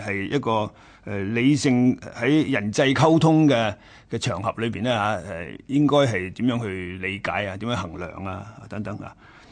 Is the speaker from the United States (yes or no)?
no; China; 呢、這个就系我哋中国人所谓嘅。择善嘅意思啦